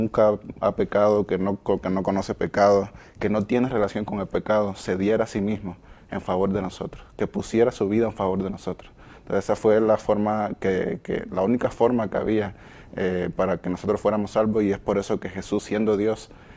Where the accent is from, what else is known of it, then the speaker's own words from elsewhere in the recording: Havana, Cuba; Buscábamos a veces regiones de La Habana, que es mi ciudad, necesitadas.